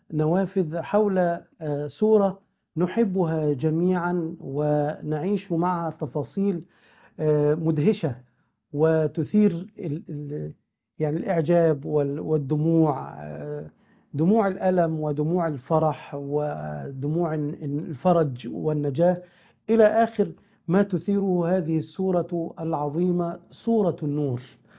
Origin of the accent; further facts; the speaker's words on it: Sharqia Governorate, Egypt; والذي أشرف بالانتساب إلى بلدي الشرقية